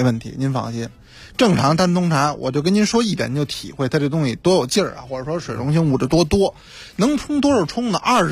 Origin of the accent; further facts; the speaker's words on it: Beijing, China; 咱们北京人目前都用那大茶壶嘛